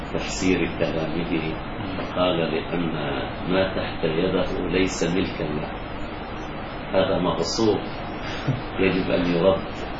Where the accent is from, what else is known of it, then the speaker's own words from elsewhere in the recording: Egypt; يعني عندنا في مصر ما في